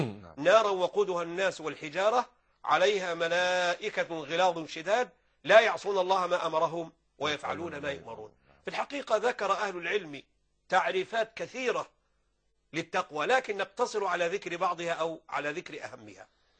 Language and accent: Arabic; Upper Egypt, Egypt; لا هو خدها يعني اتجوزها عندنا في الصعيد